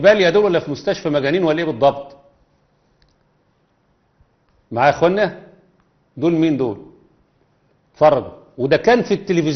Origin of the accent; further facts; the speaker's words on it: Egypt; عندنا في مصر